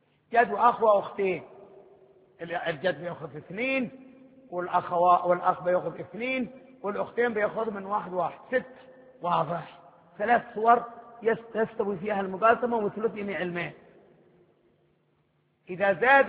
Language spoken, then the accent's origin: Arabic; Hadhramaut, Yemen; احنا من حضرموت، حضرموت كمان صبامة الشمس